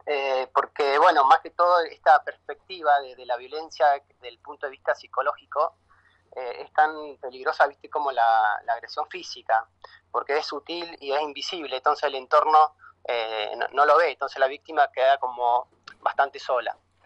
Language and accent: Spanish; La Falda, Córdoba, Argentina; ahora yo acá soy de La Falda, estoy trabajando políticamente bastante más, más activo.